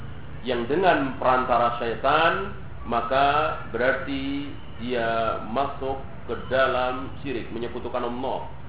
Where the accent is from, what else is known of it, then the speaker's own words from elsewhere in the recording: Java, Indonesia; Bahasa Jawa misalnya, segala apa kita orang Jawa sendiri enggak tahu.